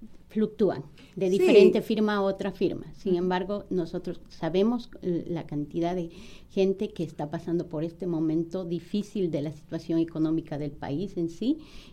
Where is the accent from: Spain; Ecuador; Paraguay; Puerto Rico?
Ecuador; Y yo ecuatoriana.